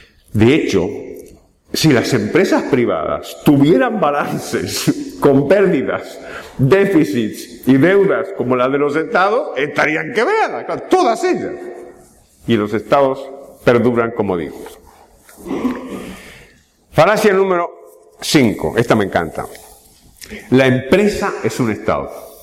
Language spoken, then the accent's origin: Spanish; Argentina; Por cierto, no somos los argentinos los que inventamos el impago